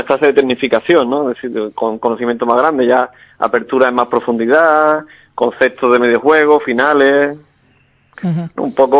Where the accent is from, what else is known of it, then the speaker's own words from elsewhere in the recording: Alcalá, Andalusia, Spain; porque es la que me inculcaron desde pequeño en mi pueblo, ¿no? Alcalá tiene una tradición ajedrecística.